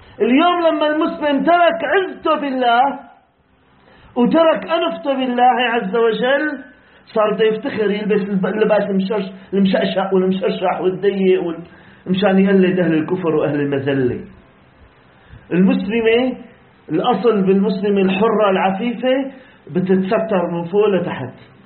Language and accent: Arabic; Syria; قضيتنا كسوريين يا أخواننا بسيطة جدا